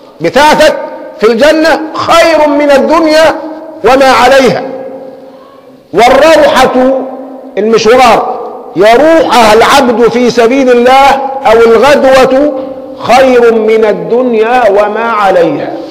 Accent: Egypt; كان سلاحنا كمصريين أقل من سلاح عدونا

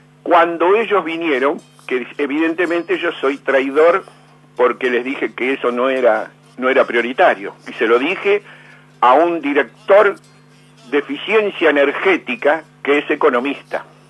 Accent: Argentina; Yo como argentino...

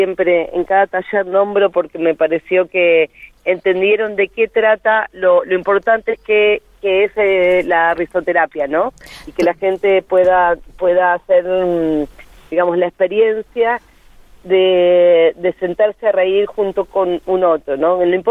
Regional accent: Junín, Buenos Aires Province, Argentina; yo soy de Junín, provincia de Buenos Aires

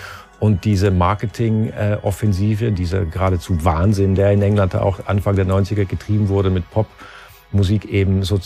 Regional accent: Switzerland; also born or lived in London; now in Berlin, Germany; Ich bin da groß geworden und habe das auch durchaus genossen.

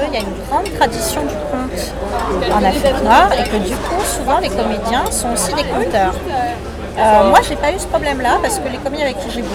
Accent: France; c'est que en tant que Française, j'avais écrit un gros pavé.

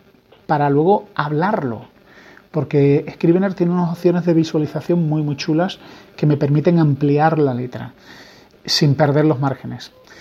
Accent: Spain; soy español

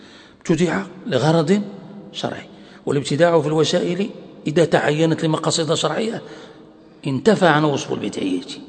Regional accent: Morocco; يعني عندنا في المغرب يعني معروف

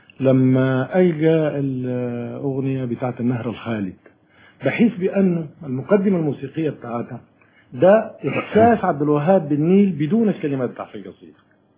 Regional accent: Sudan; احنا عندنا في السودان نفس الصورة

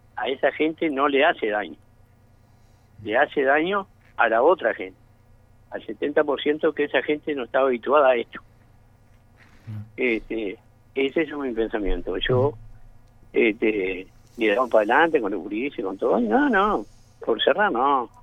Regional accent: San Carlos, Maldonado, Uruguay; sí soy nacido y criado en San Carlos. Soy de la ciudad esta.

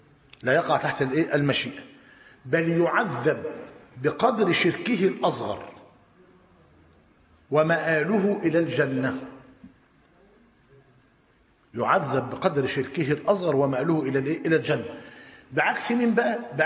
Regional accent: Tanta, Gharbia, Egypt; خد بالك، عندنا في طنطا أنا قريب منه

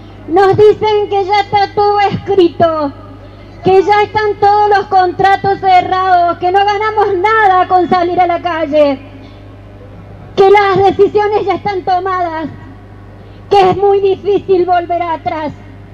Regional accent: Malvinas Argentinas, Córdoba, Argentina; Soy una mamá de Malvinas Argentinas, una mamá preocupada, una abuela preocupada, una ciudadana preocupada por estas cosas que nos quieren imponer.

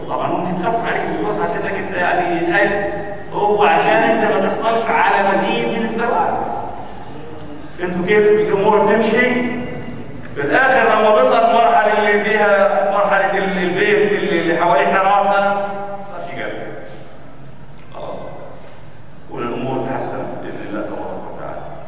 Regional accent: Gaza, Gaza Strip, Palestine; قلت انا فلسطيني من غزه

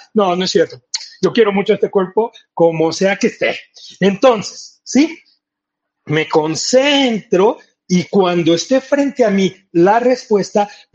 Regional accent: Mexico City, Mexico; yo soy del DF y en el DF pues todo lo tenemos planeado de una manera diferente.

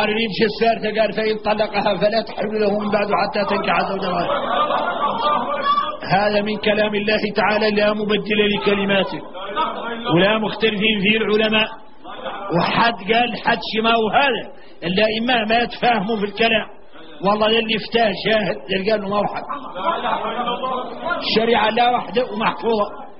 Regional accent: Mauritania; احنا موريتاني ما عندنا شراء ضمولة

